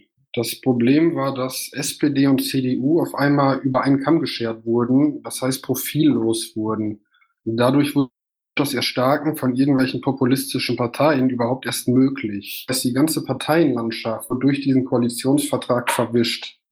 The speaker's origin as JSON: {"language": "German", "region": "North Rhine-Westphalia", "country": "Germany", "said": "Ich komme aus dem Kreis Olpe, das ist ein ländlicher Bezirk."}